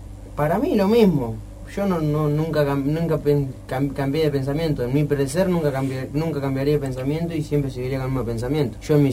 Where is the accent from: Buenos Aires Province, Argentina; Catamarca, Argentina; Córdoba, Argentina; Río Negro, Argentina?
Buenos Aires Province, Argentina; Saladillo; now in Buenos Aires, Argentina; soy de Saladillo, provincia de Buenos Aires. Estoy viviendo acá en Buenos Aires porque estoy jugando al fútbol. Cuando era más chico estaba jugando allá en Argentino de Saladillo, jugué hasta los 14 años.